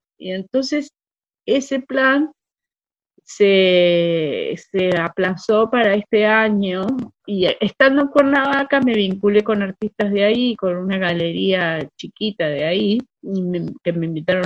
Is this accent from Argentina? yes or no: yes; Argentina; yo ya sí sentí que soy argentina, que puedo arriesgarme por el país, que lo sentí, soy de este país.